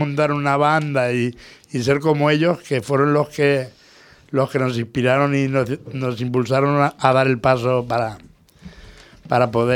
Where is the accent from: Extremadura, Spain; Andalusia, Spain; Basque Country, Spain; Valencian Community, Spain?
Valencian Community, Spain; hay un escritor valenciano, que es de donde soy yo